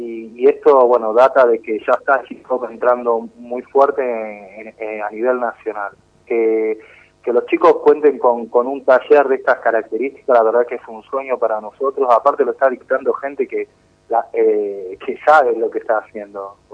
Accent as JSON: {"language": "Spanish", "town": "Moreno", "region": "Buenos Aires Province", "country": "Argentina", "said": "Significa mucho porque yo soy de Moreno, primero que nada. Sé muy bien las necesidades de nuestros chicos en nuestros barrios, porque yo vengo de ahí"}